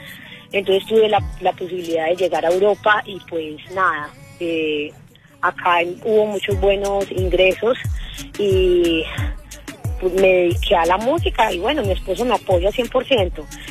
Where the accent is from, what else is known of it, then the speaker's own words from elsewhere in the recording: Medellín, Antioquia, Colombia; No, yo vengo de las favelas de Medellín, como yo digo, de los barrios de Medellín.